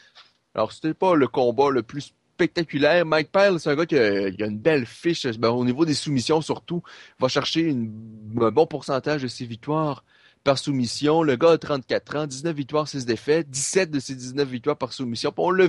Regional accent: Canada; En tant que Canadien, on peut être fier de sa performance.

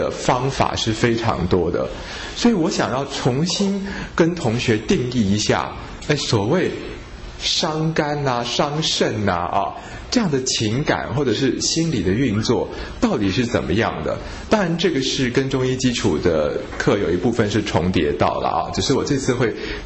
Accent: Taiwan; 我们台湾人

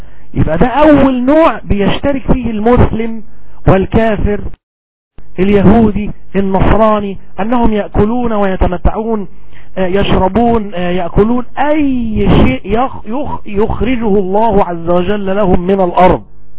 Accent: Egypt; ونأكل مثلا الطعام المسمى عندنا في مصر بالأرز.

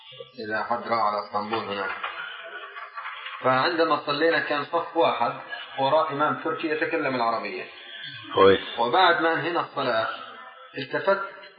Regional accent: Jordan; إحنا جايين من الأردن

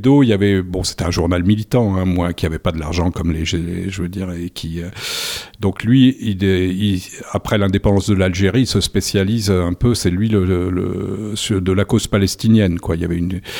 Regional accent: Paris, Île-de-France, France; Moi, j'avais 7 ans, puisqu'on a grandi à Paris, là, dans une rue.

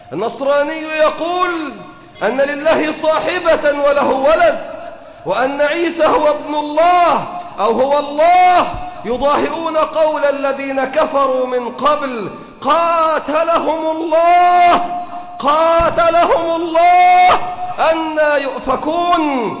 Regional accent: Egypt; حتى في بلادنا مصر مستضعفون، إلا أن يشاء الله بنا رحمة.

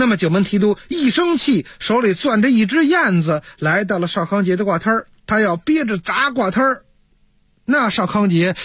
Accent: Beijing, China; 我从小啊就在北京花市长大啊，我在这儿特有感情。

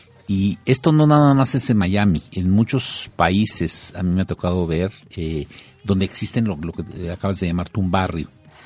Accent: Mexico; aunque nosotros nos reconocemos como mexicanos

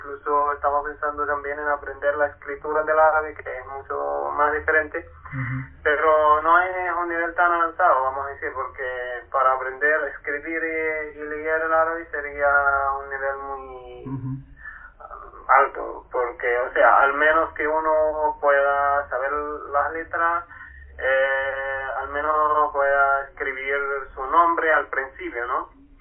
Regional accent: Palestine; Spanish is a second language; now in Chile; vengo de Palestina y yo estudié medicina en Cuba. Por eso tengo mi español, no llevo mucho tiempo aquí en Chile, llevo apenas 4 meses nada más.

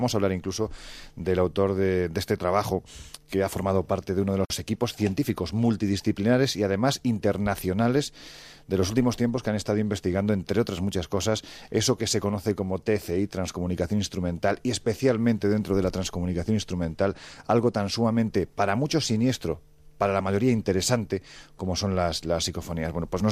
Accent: Andalusia, Spain; Ya sé que soy andaluz sin gracia.

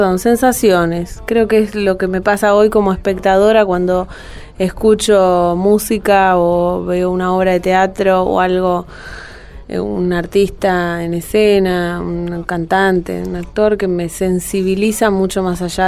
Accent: Palermo, Buenos Aires, Argentina; ahí nací, sí, puedo decir que soy una chica de Palermo.

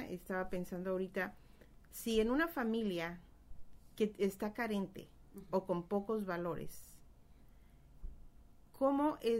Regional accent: Guadalajara, Jalisco, Mexico; en México, en Guadalajara, de donde yo soy, todavía cuando voy de visita

